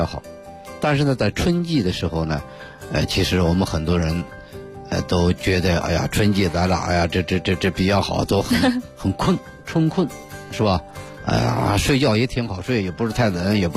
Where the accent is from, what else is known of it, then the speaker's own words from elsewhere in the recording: Beijing, China; 尤其是我们北京人啊